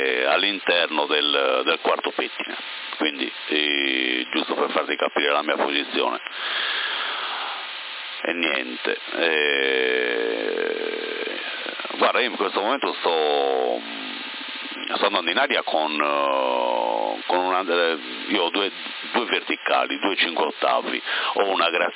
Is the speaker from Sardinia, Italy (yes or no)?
yes; Porto Torres, Sardinia, Italy; mi sentivi un po' di tempo fa da Porto Torres, perché io sono di Porto Torres, però da circa 8 anni, anzi bugia, 10 anni vivo qua in, diciamo tra Porto Torres e Sorso